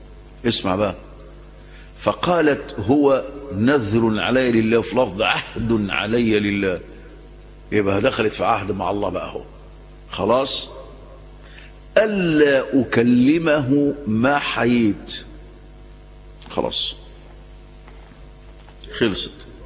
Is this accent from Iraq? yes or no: no; Egypt; وانا جاي من الكويت، اول ما هاجي مصر، اول ناس ده عندنا مصر